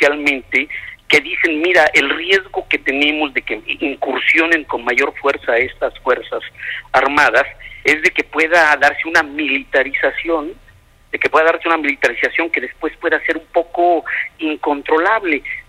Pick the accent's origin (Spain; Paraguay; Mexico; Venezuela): Mexico; lo que nos conviene a nivel general como mexicanos, como país.